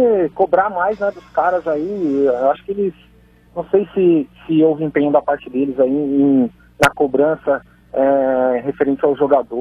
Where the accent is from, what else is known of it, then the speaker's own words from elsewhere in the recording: São Paulo, Brazil; Não, sou de São Paulo mesmo.